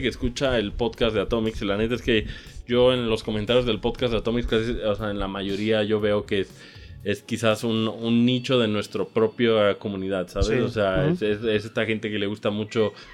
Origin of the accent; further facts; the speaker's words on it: Mexico; Ya basta de que como mexicano nomás estamos diciendo